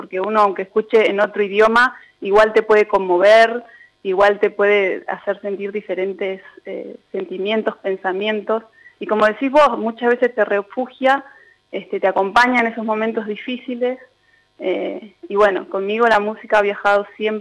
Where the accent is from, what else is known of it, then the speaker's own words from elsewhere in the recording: San Martín de los Andes, Neuquén, Argentina; also born or lived in Buenos Aires Province; Nacida y criada acá en San Martín de los Andes, soy del barrio Cantera.